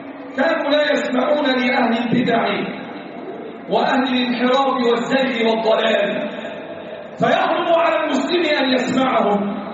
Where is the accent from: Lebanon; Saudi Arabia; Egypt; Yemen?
Egypt; اللهم احفظ بلدنا مصر وسائر بلاد